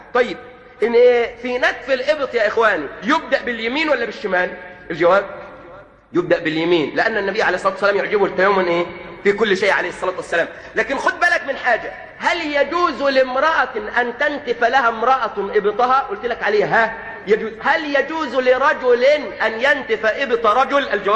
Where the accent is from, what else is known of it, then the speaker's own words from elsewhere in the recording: Egypt; بعض الطبيبات هنا عندنا في مصر